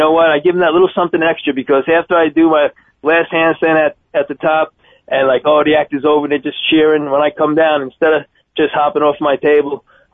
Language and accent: English; New York, United States; growing up in New York, in the old days, retirement age was 65.